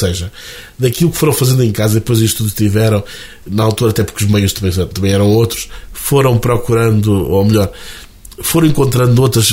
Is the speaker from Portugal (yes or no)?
yes; Centro, Portugal; E nós que somos beirões, generosos, assim